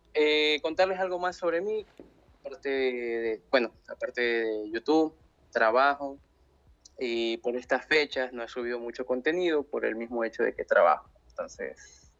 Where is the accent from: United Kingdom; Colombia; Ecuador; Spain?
Ecuador; yo soy de Ecuador, tengo 22 años